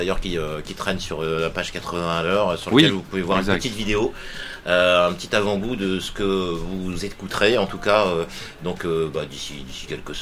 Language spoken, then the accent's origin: French; Hauts-de-France, France; Non, mais ouais, je suis du Nord.